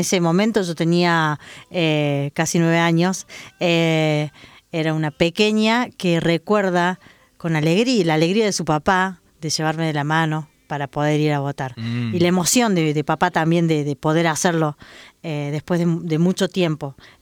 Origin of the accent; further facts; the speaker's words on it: Argentina; la memoria dolida que teníamos como argentinas y argentinos